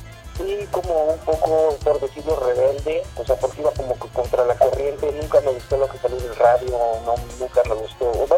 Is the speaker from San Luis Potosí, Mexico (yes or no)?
yes; San Luis Potosí, Mexico; yo nací en San Luis Potosí, he vivido toda mi vida. Y de hecho es una ciudad que me gusta mucho, la verdad, o sea, es pequeña, culturalmente está muy atrasada